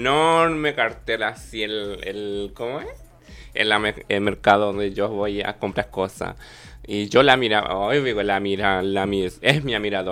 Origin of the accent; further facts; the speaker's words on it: Paraguay; en mi país, en mi Paraguay también